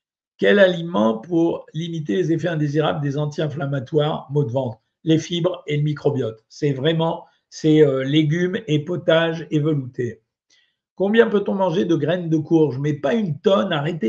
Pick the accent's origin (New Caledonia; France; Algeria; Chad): Algeria; born there; Ah, je ne suis pas du Maroc, moi, je suis né en Algérie.